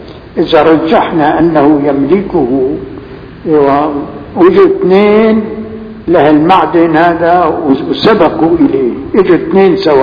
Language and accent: Arabic; Damascus, Damascus Governorate, Syria; فالفيجة في الحقيقة نعمة كبيرة عندنا في دمشق.